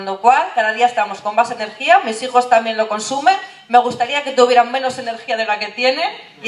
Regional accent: Santurtzi, Basque Country, Spain; tengo 28 años, vengo de Santurce

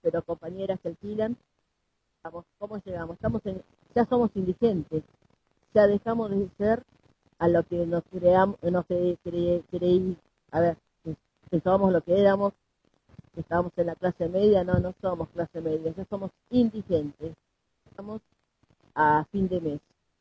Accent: Rivadavia, Argentina; Mira, yo soy de Rivadavia.

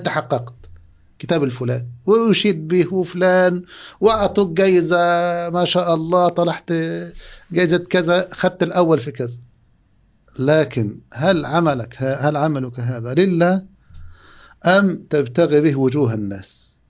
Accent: Egypt; هذه عندنا في مصر هنا كانت كحفص في هذه الأيام

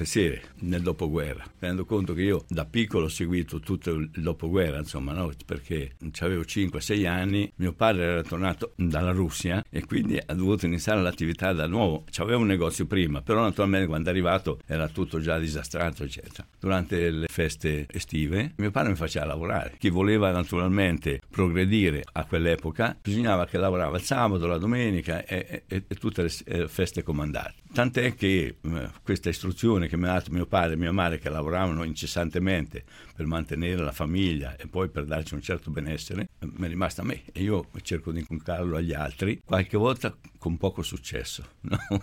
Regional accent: Marche, Italy; eravamo marchigiani, ci ha fatto questa predica.

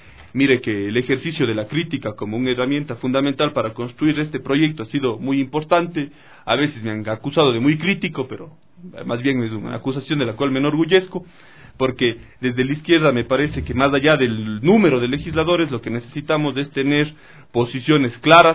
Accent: Ecuador; todos estos atributos que nos enorgullecen como ecuatorianos y ecuatorianas

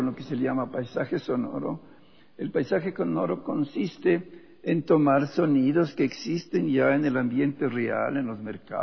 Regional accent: Quito, Pichincha, Ecuador; born there; nací en el Ecuador, en Quito precisamente en 1938

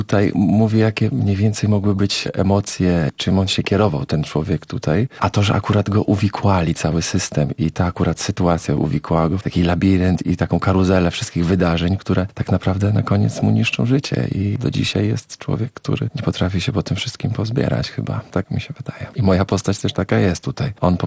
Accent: Brzeg, Opole Voivodeship, Poland; moved away as an adult; że pochodzę z brzegu, z bardzo małego miasta na Opolszczyźnie.

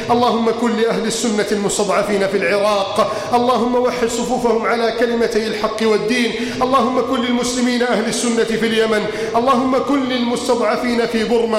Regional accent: Egypt; واجعل بلدنا مصر آمنا مطمئنا وسائر بلاد المسلمين. اللهم من أراد بلادنا مصر بسوء فأشغله بنفسه

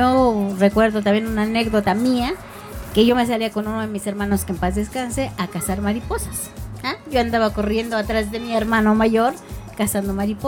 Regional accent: San Francisco Culhuacán, Mexico City, Mexico; also born or lived in Portales; yo no nací aquí directamente. Yo nací en Portales. Me trajeron de muy niña, yo creo que 2-3 años a vivir aquí. Así que prácticamente he vivido toda mi vida aquí. Viví en San Francisco hasta los 18 años, no, 19 años

